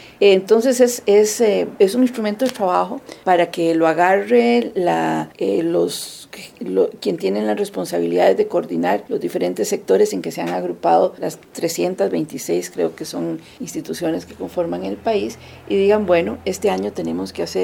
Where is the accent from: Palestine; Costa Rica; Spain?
Costa Rica; mucho de lo que hoy somos los costarricenses y la sociedad costarricense